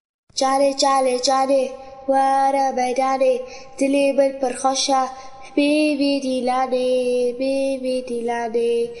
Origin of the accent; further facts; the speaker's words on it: Syria; Heimat. Meine Heimat ist in Syrien.